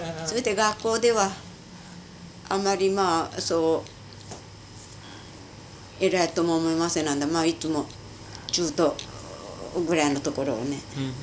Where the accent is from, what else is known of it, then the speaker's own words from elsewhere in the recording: Hiroshima, Japan; born there; 私は日本の今は日本の広島市三笹、三笹町2丁目ですよ。